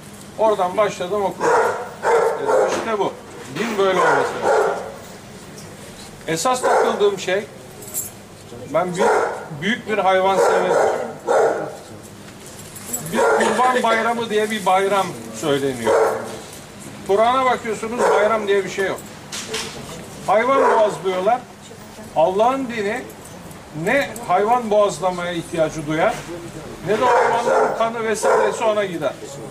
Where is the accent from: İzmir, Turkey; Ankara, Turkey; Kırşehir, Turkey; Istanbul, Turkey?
İzmir, Turkey; Doğma, büyüme, yaşlanma, İzmirliyim.